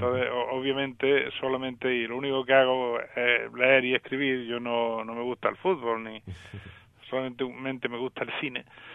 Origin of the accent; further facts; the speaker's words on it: Andalusia, Spain; born there; en la zona donde yo nací, en el Alto Guadalquivir